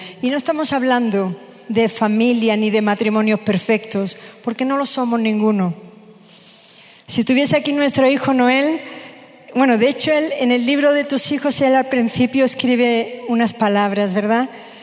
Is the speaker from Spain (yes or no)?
yes; South, Spain; yo soy del sur de España